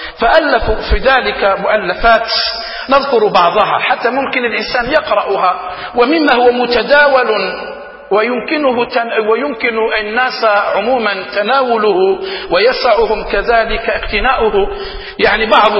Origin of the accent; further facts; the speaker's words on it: Algeria; حتى عندنا في الجزائر لما يقول يتمعلم